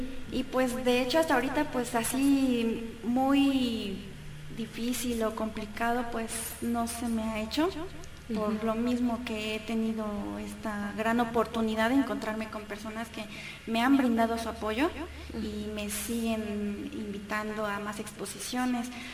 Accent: Naucalpan, State of Mexico, Mexico; bueno, yo soy de Naucalpan

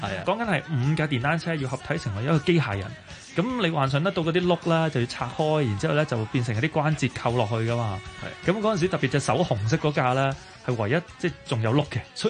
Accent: China; 但係傳統我哋中國人有一種諗法

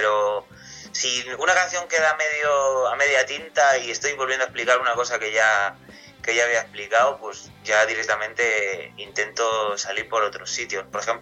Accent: Castilla-La Mancha, Spain; es un blues sobre mi tierra, que yo soy originario de Castilla-La Mancha.

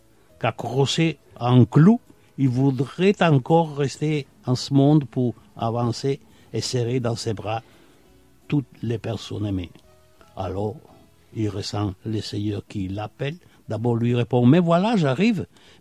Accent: Veneto, Italy; accent: Treviso dialect; first language Treviso dialect; Italian is a second language; Ho cominciato col mio dialetto trevisano, che è sicuramente la mia madrelingua, e poi man mano che ho appreso altri idiomi, mi sono ancora e sempre domandato cos'è la vita.

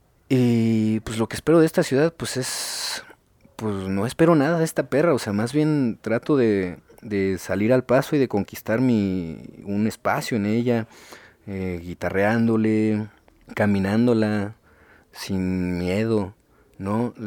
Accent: Iztapalapa, Mexico City, Mexico; yo nací en Iztapalapa, bueno, nací en un hospital que estaba en Coyoacán, pero pues yo vivo en Iztapalapa desde toda la vida, ¿no? Siempre me he movido de Chantes, he vivido por Canal de Chalco, en San Lorenzo Texonco

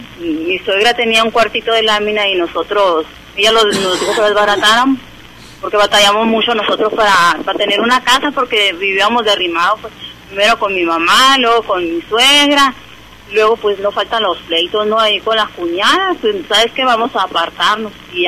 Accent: Nacozari, Sonora, Mexico; now in Hermosillo, Mexico; Yo vengo desde Nacozari, allá vivíamos nosotros desde Y también era casa de material allá con mi mamá. Ya cuando mi papá trabajaba afuera, pues nos vinimos a vivir para acá, para Hermosillo.

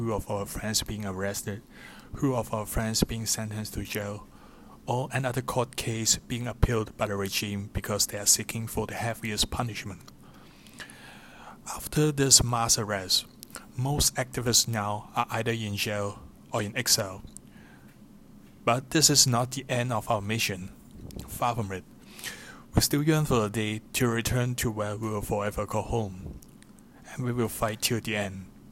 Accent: Hong Kong; English is a second language; from Hong Kong, a former legislator who was elected by Hong Kongers back in 2016.

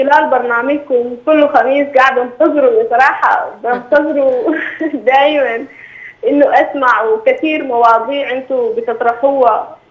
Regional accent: Sudan; وكمان كنت انا طبعا من السودان.

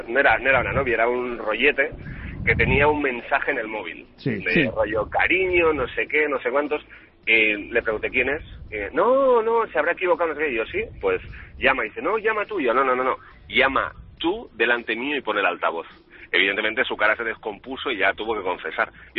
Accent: Barcelona, Catalonia, Spain; now in Madrid, Spain; Era de Barcelona y por motivos de trabajo estoy en Madrid.

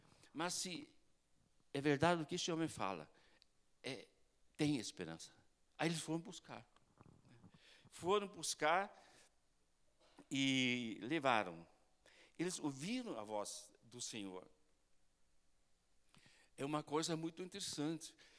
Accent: Germany; Portuguese is a second language; moved away; Eu fui criado no campo, na Alemanha, bem no interior, né? A nossa vilarejo tinha 1.600 habitantes.

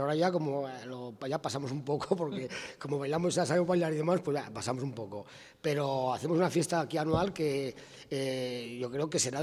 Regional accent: Navarre, Spain; Y soy navarro, que coste, que soy navarro

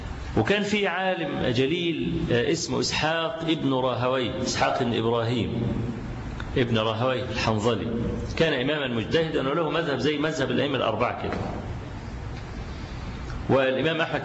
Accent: Egypt; وأنا ما بقولش الكلام ده لأن أنا مصري

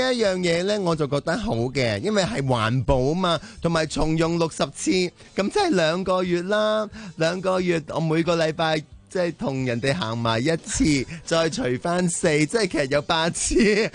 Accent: Hong Kong

